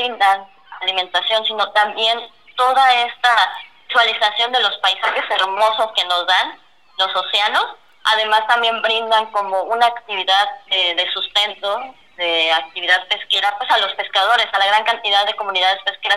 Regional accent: Chiapas, Mexico; now in Guaymas, Mexico; Yo ahorita me encuentro en Guaymas, Sonora, aunque yo soy originaria de Chiapas.

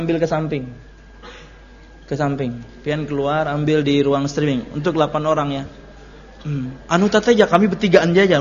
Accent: Telawang, South Kalimantan, Indonesia; Saya dulu dari Telawang.

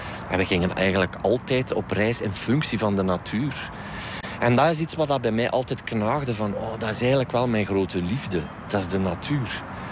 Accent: East Flanders, Belgium; Ik ben een Oost-Vlaming, dit is Antwerpen. En eigenlijk komen wij hier niet zoveel. Ook al woon ik hier 20 minuutjes vandaan, de taal is ook anders.

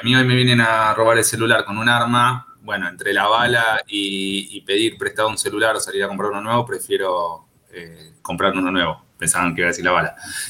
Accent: Flores, Buenos Aires, Argentina; born there; yo nací en Flores, ¿no? En el 85, entonces era adolescente en el 2001, en plena crisis

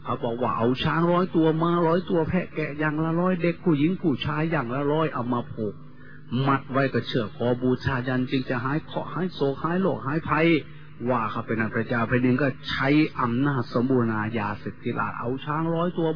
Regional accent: Isan, Thailand; โดยเฉพาะพี่น้องชาวอีสานเราทุกข์ยากลำบากกว่าชาติอื่นทุกอย่างลำบากกว่าแหล่งอื่นที่สุด

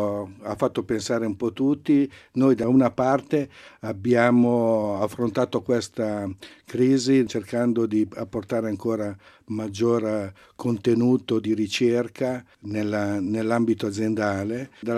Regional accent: Lombardy, Italy; now in Biella, Italy; Pur essendo nel biellese, non siamo dei biellesi, in quanto veniamo dalla provincia di Varese.

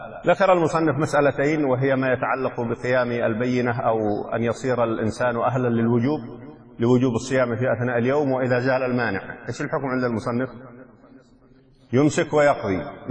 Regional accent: Yemen; فلو رأينا الهلال مثلا عندنا في اليمن

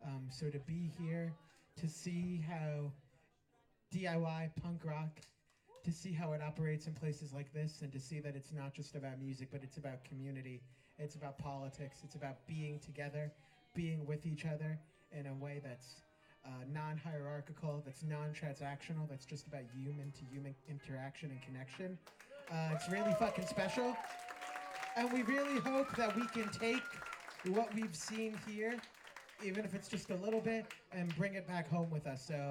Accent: New Jersey, United States; from New Jersey. The land of fucking gabagool, you know, so we're really happy to be here.

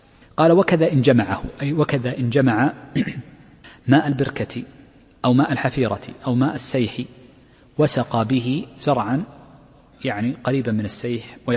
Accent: Al-Ahsa, Eastern Province, Saudi Arabia; من أشهر السواقي عندنا في الأحساء

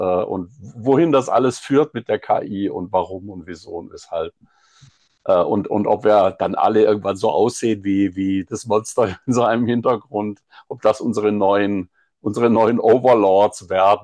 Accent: Singen, Baden-Württemberg, Germany; born there; Also, ich bin zwar in Singen geboren

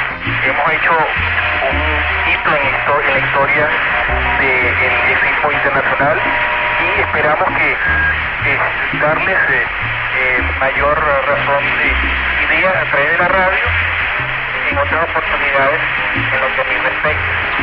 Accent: Venezuela; lamentablemente por problemas del correo aquí en mi país, en Venezuela, no pudieron llegar a tiempo

